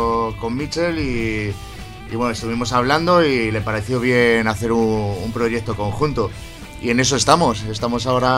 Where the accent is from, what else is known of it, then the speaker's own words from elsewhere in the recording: Alcorcón, Community of Madrid, Spain; Y yo de Alcorcón.